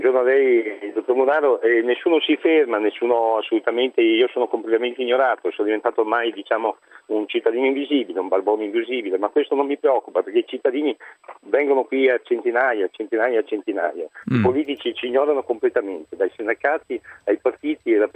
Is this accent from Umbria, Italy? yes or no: no; Venice, Veneto, Italy; Io sono di Venezia, del Veneto, diciamo, sono qui a Roma il 4 giugno.